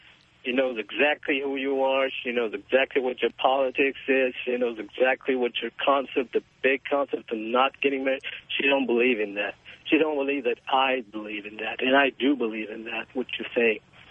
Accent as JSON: {"language": "English", "country": "Israel", "said": "I'm from Israel, 28, going to be 29."}